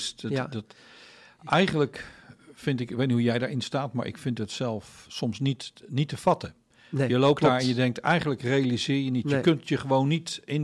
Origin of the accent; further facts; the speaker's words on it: Netherlands; want we zijn Nederlanders, dus we praten over de muntjes.